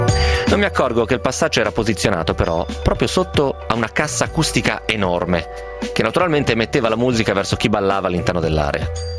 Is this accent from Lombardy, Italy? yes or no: no; Bologna, Emilia-Romagna, Italy; Bologna si sta bene, io sono un bolognese doc